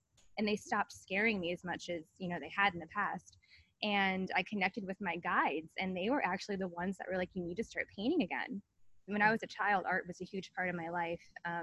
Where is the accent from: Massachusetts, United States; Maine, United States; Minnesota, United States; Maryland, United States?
Maryland, United States; Annapolis; now in Portland, United States; I'm a psychic medium and artist, as you have mentioned. So I grew up in Annapolis, Maryland, as you know, because we grew up together. Mm-hmm. I recently moved to Portland, Oregon for my husband's job